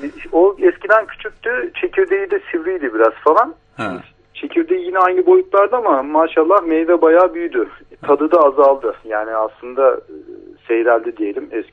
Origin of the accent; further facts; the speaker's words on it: Amasya, Turkey; Benim çocukluğum Amasya'da geçti.